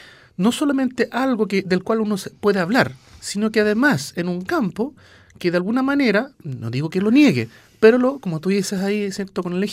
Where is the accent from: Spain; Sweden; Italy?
Sweden; viví mi infancia en Suecia.